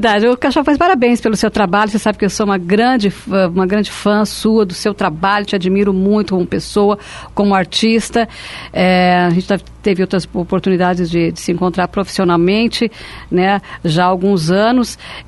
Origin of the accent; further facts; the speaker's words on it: Foz do Iguaçu, Paraná, Brazil; eu sou de Foz do Iguaçu, a minha cidade, eu não troco, vem para cá, não troco a minha cidade